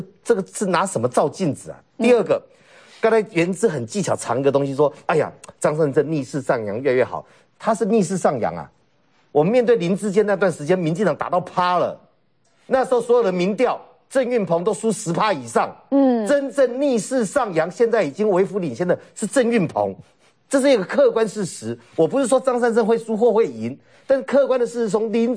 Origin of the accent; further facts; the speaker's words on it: Taoyuan, Taiwan; 我以前小时候在桃园长大的，桃园年轻人很多了